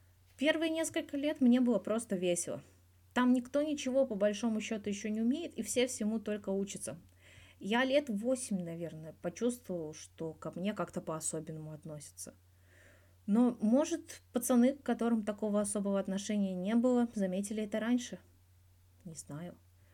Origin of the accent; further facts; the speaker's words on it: Moscow, Russia; Расскажи про свое детство. Я вырос в Москве.